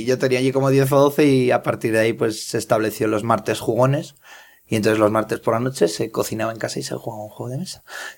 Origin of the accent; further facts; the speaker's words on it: Aragon, Spain; moved away; me voy a dar el lujo de organizar en mi pueblo perdido de la mano de Dios en Zaragoza una quedada con frikis de toda España si puedo